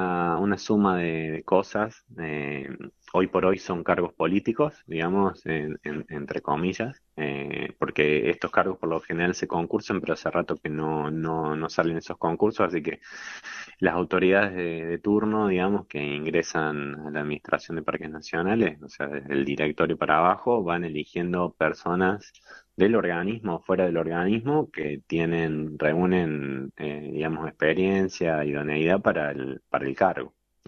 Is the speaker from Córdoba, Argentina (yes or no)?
yes; Río Cuarto, Córdoba, Argentina; Yo soy de Río Cuarto, de acá de la provincia, así que tener la oportunidad de volver a Córdoba